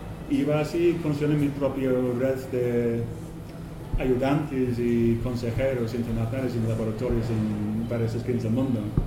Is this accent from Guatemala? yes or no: no; England, United Kingdom; Spanish is a second language; now in Spain; Soy inglés, pero llevo unas 8 años viviendo en España. Entonces espero que mi español sirve para explicar lo que quiero explicar.